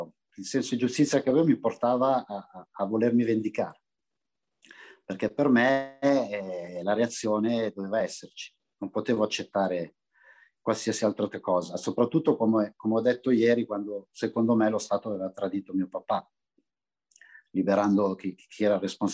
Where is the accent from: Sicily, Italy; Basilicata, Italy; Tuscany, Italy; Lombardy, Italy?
Lombardy, Italy; Milan; io ero un ragazzo nato e cresciuto in Barona, Milano, che è un quartiere, per usare un eufemismo, diciamo vivace. Era un quartiere in profonda periferia di Milano